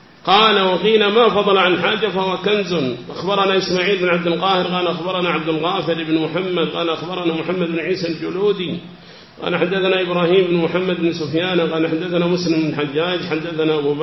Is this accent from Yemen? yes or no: yes; South Yemen, Yemen; فكان إذا كانت هناك عمارة عندنا في اليمن الجنوبي